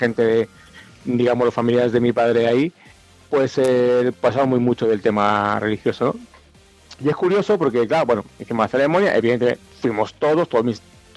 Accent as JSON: {"language": "Spanish", "town": "Valladolid", "region": "Castile and León", "country": "Spain", "lives_now": "Tenerife, Spain", "said": "somos gente que vivimos aquí en Tenerife y somos gente que somos de Valladolid."}